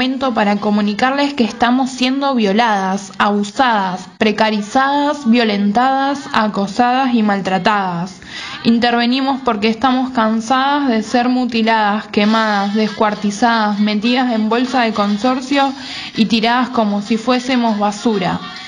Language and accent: Spanish; Granadero Baigorria, Santa Fe, Argentina; tengo 22 años, estudiante de Bellas Artes de la UNR, también soy del Cordón Industrial de la ciudad de Granadero Baigorria.